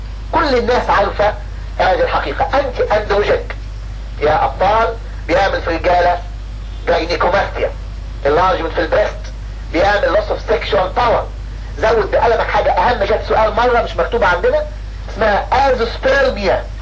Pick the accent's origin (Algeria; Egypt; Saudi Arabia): Egypt; والناس عندنا في مصر ما تحبش اللونج تيرم ثيرابي